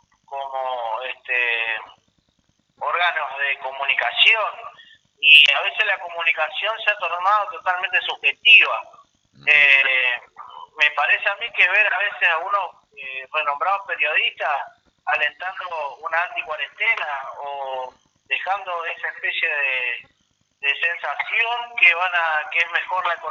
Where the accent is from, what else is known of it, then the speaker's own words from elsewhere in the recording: Argentina; países como Argentina, que siempre estuvimos acá en los últimos años dentro de países emergentes